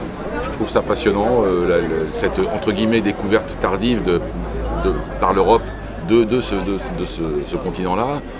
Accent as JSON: {"language": "French", "town": "Falaise", "region": "Normandy", "country": "France", "tie": "born there", "said": "Je suis né en Normandie, oui."}